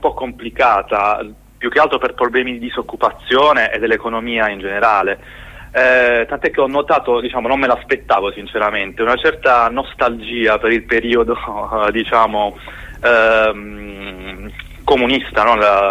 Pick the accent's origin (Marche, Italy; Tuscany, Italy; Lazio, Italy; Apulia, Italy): Apulia, Italy; Trani; io sono di Trani, è una città della Puglia che è proprio di fronte al Montenegro e alla Croazia, la parte sud della Croazia